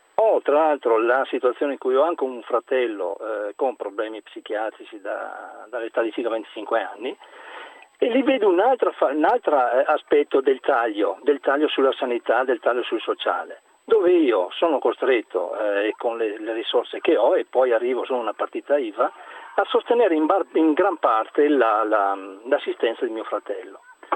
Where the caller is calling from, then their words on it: Verona, Veneto, Italy; Chiamo da Verona.